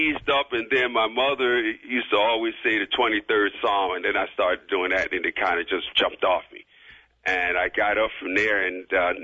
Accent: Philadelphia, Pennsylvania, United States; as we grew up in Philadelphia, you know, Philadelphia was a cool town.

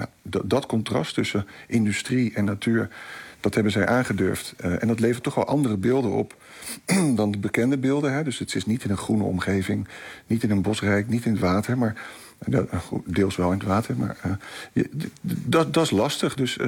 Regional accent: Rotterdam, South Holland, Netherlands; als Rotterdammer zijnde... dit is de eerste keer dat er een natuurfilm gemaakt is... over een gebied in Rotterdam.

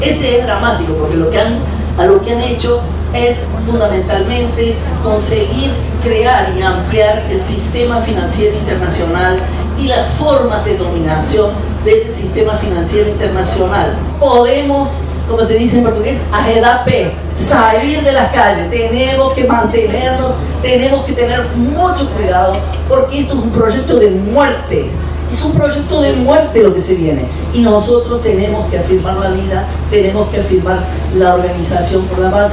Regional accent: Córdoba, Argentina; moved away as an adult; now in Brazil; soy de la Red Regional de Comercio, soy cordobesa argentina, pero hace 40 años que vivo en Brasil, me fui con el golpe

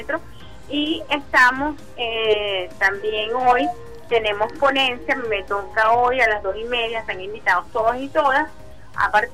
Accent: Venezuela; nuestro arraigo como venezolanos y venezolanas

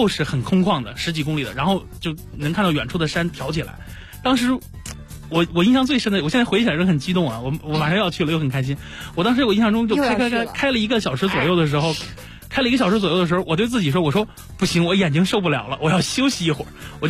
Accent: China

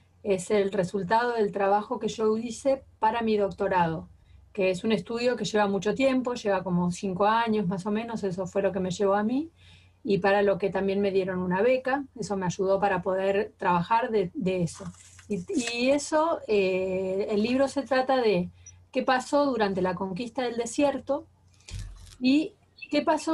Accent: Bariloche, Río Negro, Argentina; soy de Bariloche, soy profesora de historia

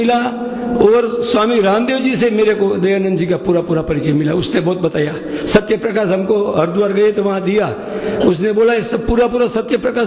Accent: Morbi, Gujarat, India; मेरा गांव मोरबी है। … और मैं दयानंद जी के बाजू का गांव का हूँ, टंकारा के पास में खिजड़िया। मैं वहां पढ़ा

